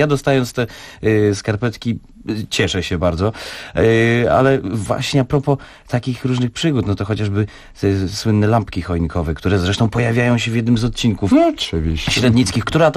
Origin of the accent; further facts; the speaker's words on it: Wrocław, Lower Silesian Voivodeship, Poland; Ja zresztą jestem z Wrocławia.